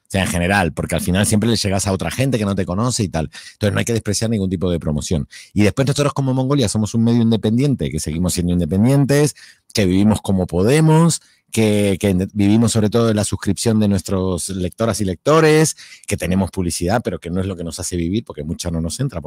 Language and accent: Spanish; Argentina; moved away as an adult; now in Spain; Bueno, soy hispano-argentino porque tengo las dos nacionalidades y ya ahora he cumplido este año 27 años en España.